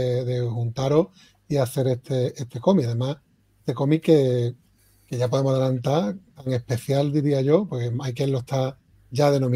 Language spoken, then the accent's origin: Spanish; Spain; soy autores españoles